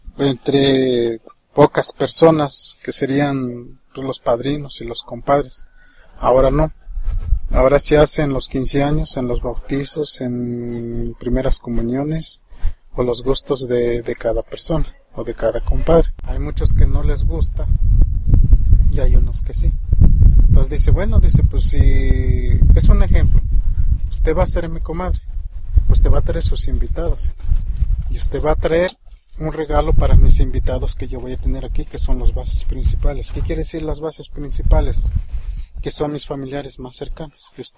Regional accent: Mexico; esta tradición y este dialecto que nosotros hablamos es una parte de nosotros como mexicanos.

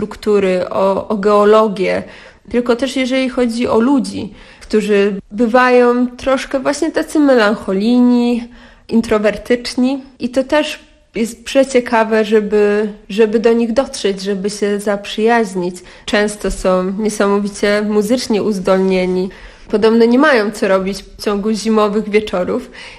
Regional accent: Lower Silesian Voivodeship, Poland; Ja pochodzę z Karkonoszy, teraz jestem dość nomadyczna.

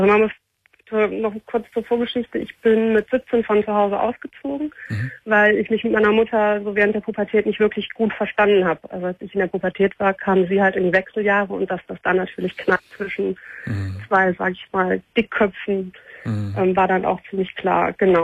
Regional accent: Cologne, North Rhine-Westphalia, Germany; born there; moved away as an adult; now in Munich, Germany; ich bin gebürtige Kölnerin

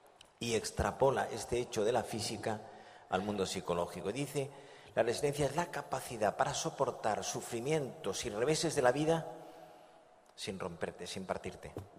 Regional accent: Andalusia, Spain; now in Madrid, Spain; Dicen en mi tierra, yo soy andaluz, aunque vivo en Madrid, y dicen en Andalucía

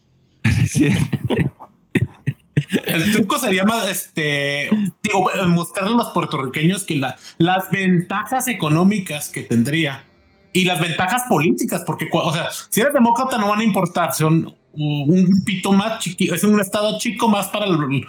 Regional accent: Mexico; y como mexicano, creo que de hecho tendríamos mejor relación

